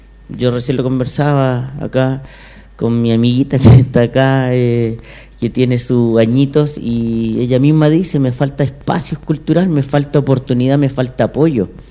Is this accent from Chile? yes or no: yes; Puente Alto, Santiago Metropolitan Region, Chile; yo soy de Puente Alto